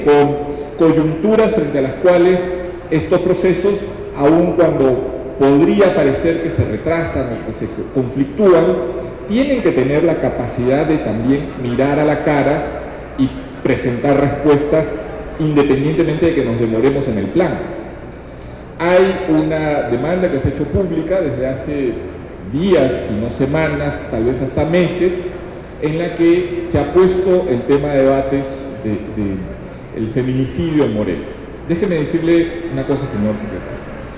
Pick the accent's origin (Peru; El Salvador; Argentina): Peru; porque yo siendo peruano no quiero desaprovechar la oportunidad.